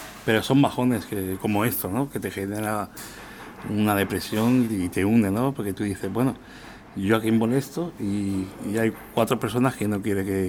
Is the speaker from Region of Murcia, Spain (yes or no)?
no; Balearic Islands, Spain; como soy mallorquín, porque la gente no se cree